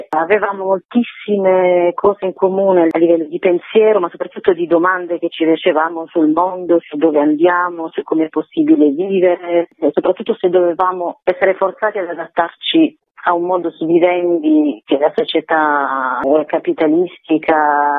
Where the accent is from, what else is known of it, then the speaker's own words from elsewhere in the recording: Bari, Apulia, Italy; io, che sono originaria della Puglia, però di Bari